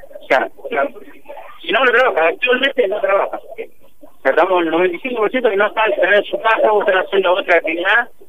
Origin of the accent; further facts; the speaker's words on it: Tandil, Buenos Aires Province, Argentina; Somos de Tandil, pagamos impuestos acá